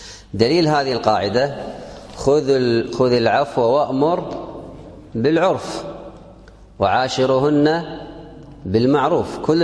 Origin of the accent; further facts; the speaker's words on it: Kuwait; عندنا في الكويت عرف عام، ما هو عرف منطقة ولا قطعة